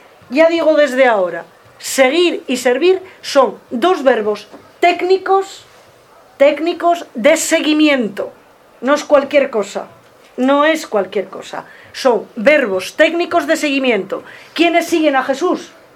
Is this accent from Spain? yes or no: yes; León, Castile and León, Spain; Bueno, yo soy de León. En León hace mucho frío y hiela mucho, o helaba, ya no sé si hiela.